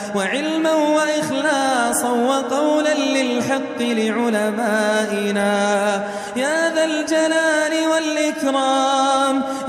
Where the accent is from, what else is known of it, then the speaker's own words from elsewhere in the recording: Jordan; واحمي بلادنا الأردن واحمي بلادنا الأردن واحفظها